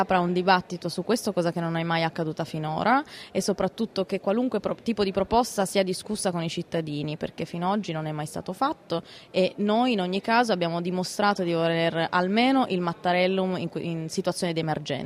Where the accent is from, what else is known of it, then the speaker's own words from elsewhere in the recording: Piedmont, Italy; Ma solo perché vengo dalla Valsusa